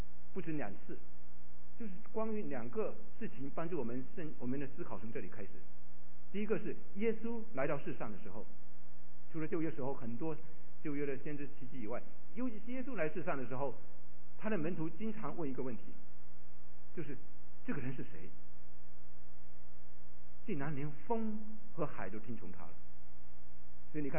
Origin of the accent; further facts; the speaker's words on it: Fujian, China; accent: Fujian; 英文证道，不是我的母语，我的母语是在福建口音的国语